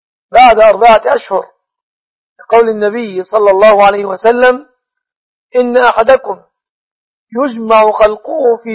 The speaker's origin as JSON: {"language": "Arabic", "country": "Egypt"}